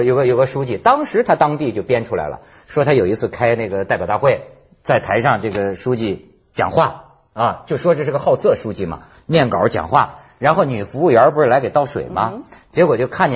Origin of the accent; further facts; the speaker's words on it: China; 你知道我们中国人要搞一个人讲究要什么呢？搞倒搞臭。